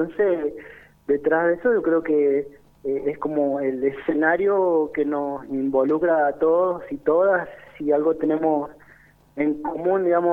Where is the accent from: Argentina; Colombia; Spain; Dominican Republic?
Argentina; Mendoza; Siendo mendocino, digamos, estando viviendo acá, no somos ajenos de lo que sucede en la montaña.